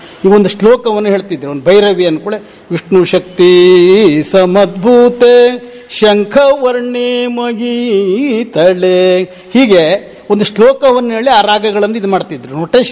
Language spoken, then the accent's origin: Kannada; Kolagi, Karnataka, India; ನನ್ನ ಊರು ಕೊಳಗಿ, ಸಿದ್ದಾಪುರ ತಾಲೂಕು, ಉತ್ತರ ಕನ್ನಡ.